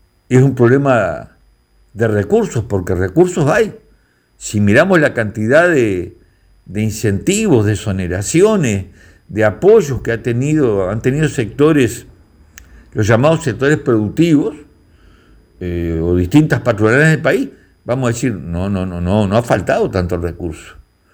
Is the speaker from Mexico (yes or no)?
no; Uruguay; Sentimos que nos siguen tomando el pelo como pueblo uruguayo.